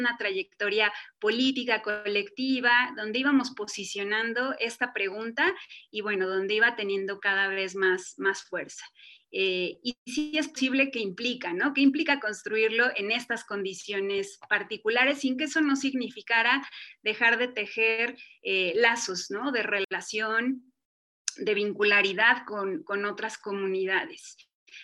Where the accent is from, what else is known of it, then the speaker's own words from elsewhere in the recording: Mexico City, Mexico; en la Ciudad de México, donde yo nací, donde viví muchos años de mi vida